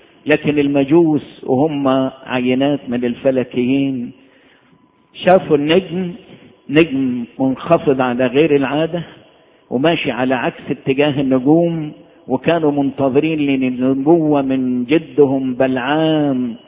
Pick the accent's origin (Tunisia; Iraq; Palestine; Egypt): Egypt; أنا بفتخر إن أنا مصري وفرحان إني أنا مصري